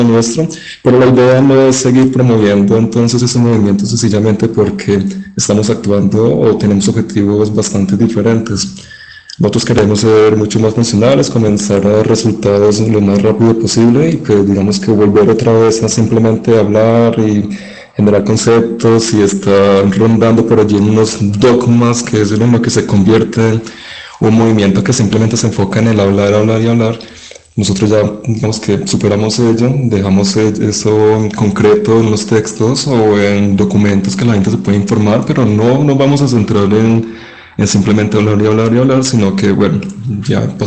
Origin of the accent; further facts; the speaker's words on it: Manizales, Caldas, Colombia; Yo soy de Manizales, allí comenzamos con la granja experimental.